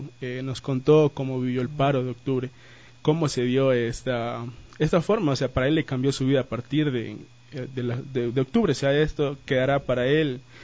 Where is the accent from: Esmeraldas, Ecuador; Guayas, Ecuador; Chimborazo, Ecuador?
Esmeraldas, Ecuador; San Lorenzo; Yo también soy de provincia, también soy de Esmeraldas, de San Lorenzo.